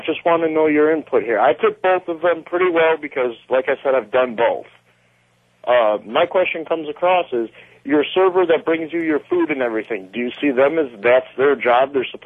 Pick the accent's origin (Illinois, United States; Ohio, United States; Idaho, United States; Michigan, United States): Illinois, United States; Chicago; Yeah, see, when I'm originally from Chicago, so the pizzas, we always go out and we get the right pizza.